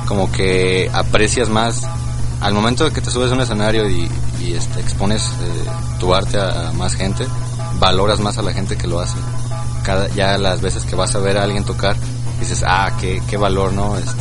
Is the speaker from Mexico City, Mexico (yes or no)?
no; Guadalajara, Jalisco, Mexico; born there; yo nací aquí en Guadalajara, pero toda mi familia radica en Irapuato, Guanajuato.